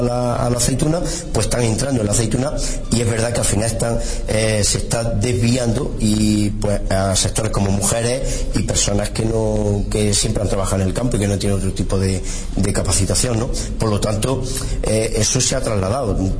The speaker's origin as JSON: {"language": "Spanish", "town": "Jódar", "region": "Andalusia", "country": "Spain", "tie": "born there", "said": "nací en Jodar, trabajo en Jodar y tengo empresa agraria en Jodar"}